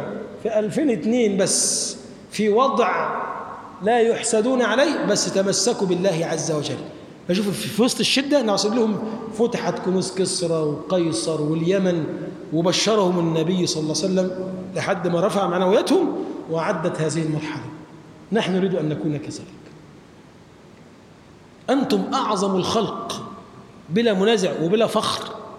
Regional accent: Egypt; اللهم اجعل بلدنا مصر بلدا آمنا مطمئنا سخاء رخاء

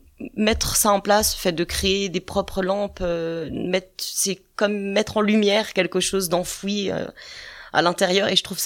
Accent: Saint-Étienne-lès-Remiremont, Grand Est, France; also born or lived in Paris; Je suis de Saint-Étienne-lès-Miremont à la base. Je suis partie pendant une quinzaine d'années à Paris. Et comme on dit, j'ai fait un retour aux sources. Donc de retour sur Miremont depuis 4 ans.

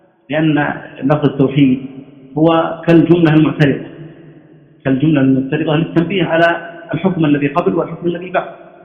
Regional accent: Najd, Saudi Arabia; وهذا عادة كانت عندنا في نجد ما زالت

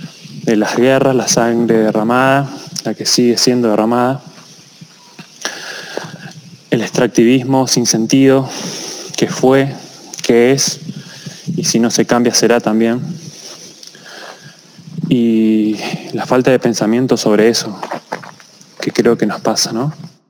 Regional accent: Moreno, Buenos Aires Province, Argentina; now in San Rafael, Argentina; Vivo en Mendoza, en el sur de Mendoza, en San Rafael, desde hace más de 14 años. Soy de Buenos Aires, de Moreno.

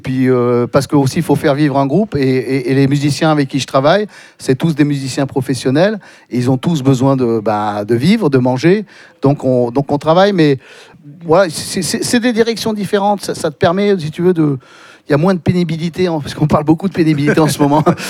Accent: Toulouse, Occitanie, France; moi, j'habite le sud-ouest, hein, je suis originaire de Toulouse.

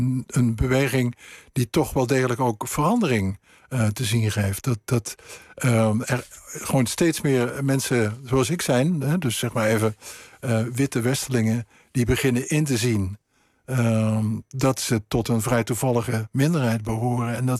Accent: Netherlands; En wij, als Nederlanders, wij moeten dingen gaan leren.

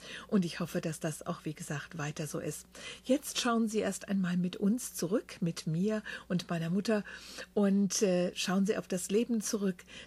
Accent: Wiesbaden, Hesse, Germany; born there; dann wieder in ihre Heimat nach Wiesbaden in Deutschland zurückkehrten. Das ist mein Geburtsort.

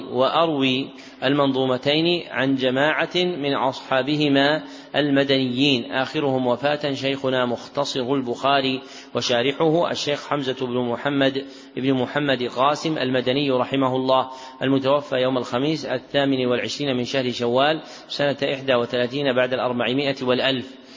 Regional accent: Najd, Saudi Arabia; منهم من أهل بلدنا نجد

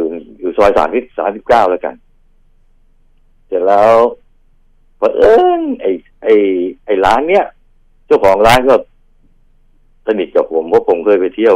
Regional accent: Bangkok, Thailand; now in Roi Et, Thailand; ผมคนกรุงเทพแล้วก็เกิดหลังจากเรื่องเนี่ยผมก็เลยย้ายไปอยู่ร้อยเอ็ด

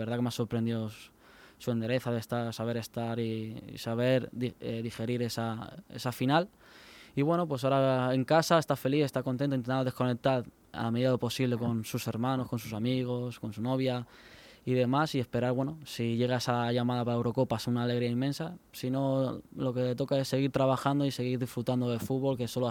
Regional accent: Elche, Valencian Community, Spain; yo soy ilicitano y del Elche está en las venas, me corre por las venas.

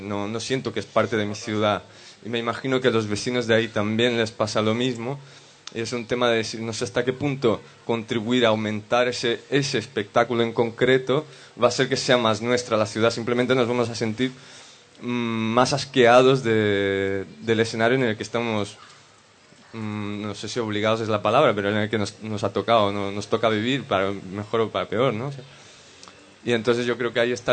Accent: São Paulo, Brazil; Spanish is a second language; Yo vengo de São Paulo, en Brasil, que es una ciudad que tiene una imagen súper mala

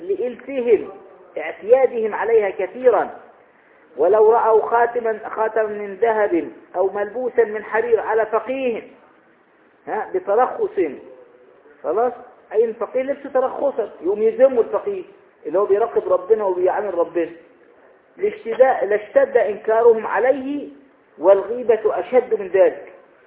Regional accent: Egypt; ويقولون ايضا عندنا في مصر الصاحب ساحب

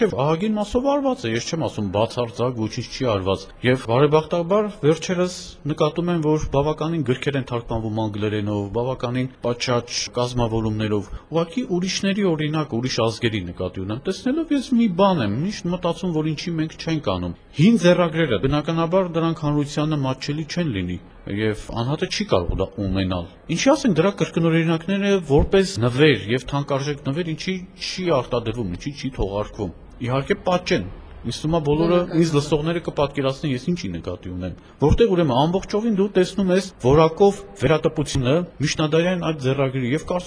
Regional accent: Vanadzor, Lori, Armenia; ես լոր մարզից եմ, Վանաձորից եմ, հենց տեղային ուսումնասիրություն, չէ, արմատներով արևմտյան Հայաստանից ենք, բայց մեր պապը եկել է Էրզրումից, այնուհետև Ճավաղ, այնուհետև հանգրվանել Վանաձորում

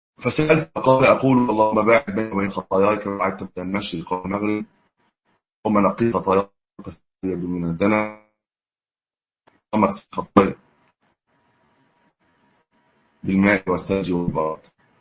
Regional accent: Egypt; هو طبعا النت الان عندنا في مصر قويه

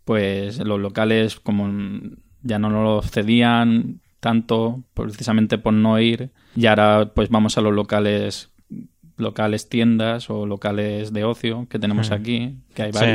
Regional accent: Balearic Islands, Spain; Somos yo, que soy de aquí de Mallorca

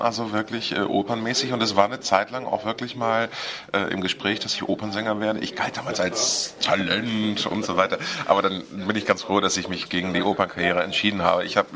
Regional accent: Hamburg, Germany; Also hamburgischer geht's gar nicht mehr. Ich bin Hamburger, in Hamburg geboren, meine Eltern sind Hamburger, meine Großeltern, also sowohl mütterlicher als auch väterlicherseits, alles Hamburger Originale.

